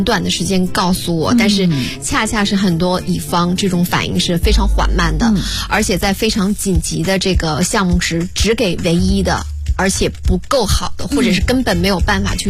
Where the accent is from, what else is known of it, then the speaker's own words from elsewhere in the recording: Northeast China, China; 就我们东北人会